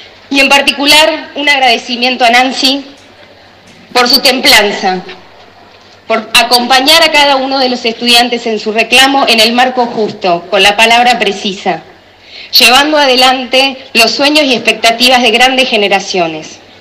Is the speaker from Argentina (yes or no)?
yes; Tandil, Buenos Aires Province, Argentina; born there; porque nací en Tandil y vi las luchas y los reclamos.